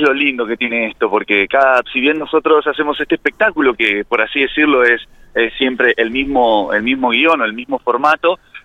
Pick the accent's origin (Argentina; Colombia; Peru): Argentina; General Pico, La Pampa; Sí, somos de General Pico.